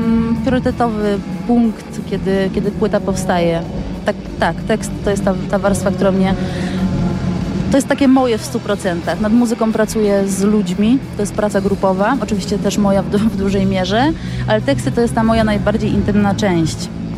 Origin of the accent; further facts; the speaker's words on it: Poznań, Greater Poland Voivodeship, Poland; to jest zespół z Poznania, a ja jestem poznanianką